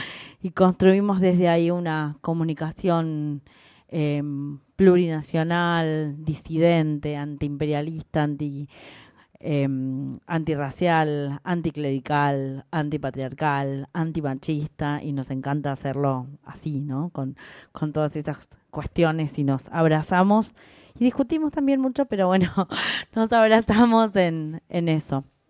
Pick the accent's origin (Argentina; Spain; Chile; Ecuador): Argentina; San Luis; also born or lived in Córdoba; now in Buenos Aires, Argentina; soy puntana, nací en San Luis, estudié en Córdoba, volví a San Luis, me vine hace 2 años a vivir acá a Buenos Aires.